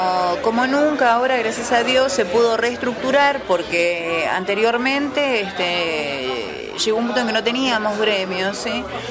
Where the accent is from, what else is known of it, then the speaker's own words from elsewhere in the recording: Comodoro Rivadavia, Chubut, Argentina; yo vengo de Chubut, de la ciudad de Comodoro Rivadavia.